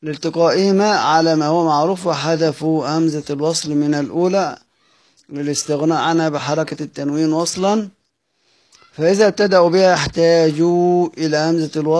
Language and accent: Arabic; Egypt; احنا أصلا بنقولها عندنا في مصر الكلام ده، الأحمر والأحمر والأخضر وهكذا بنقرأ بنتكلم احنا كل المصريين